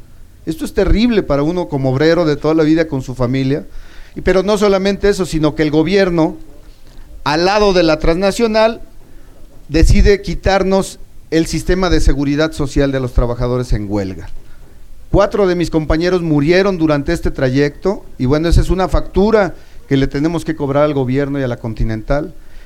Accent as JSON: {"language": "Spanish", "town": "El Salto", "region": "Jalisco", "country": "Mexico", "said": "de donde yo vengo, del Salto Jalisco"}